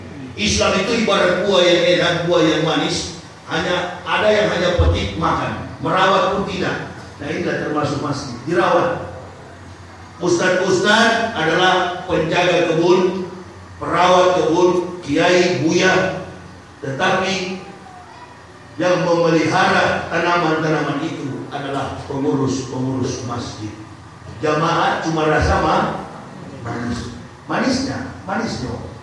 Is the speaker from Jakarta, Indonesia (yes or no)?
yes; Jakarta, Indonesia; saya ini orang luar, orang dari jauh, dari Jakarta ke sini, suku saya Manado, ya. Saya masuk Islam bersama istri dan 3 orang anak.